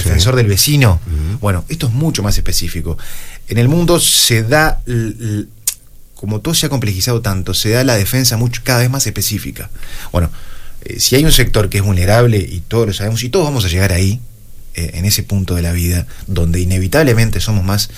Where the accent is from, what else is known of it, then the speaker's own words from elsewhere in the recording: Maldonado, Uruguay; de poder servir a mi pueblo, servir a Maldonado